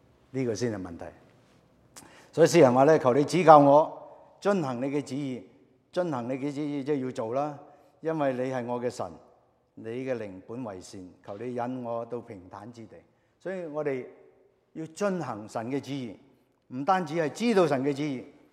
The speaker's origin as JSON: {"language": "Cantonese", "country": "Hong Kong", "said": "因為我嚟自香港嘅，所以我特別留意。"}